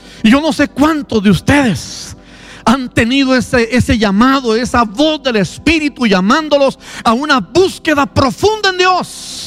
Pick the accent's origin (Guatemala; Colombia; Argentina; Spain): Guatemala; Guatemala City, Guatemala Department; Yo soy del sur de la ciudad de Guatemala, y es que así somos los de la costa.